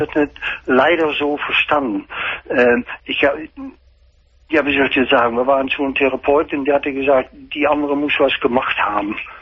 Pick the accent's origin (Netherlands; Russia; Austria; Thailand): Netherlands; German is a second language; Ich bin Niederländer.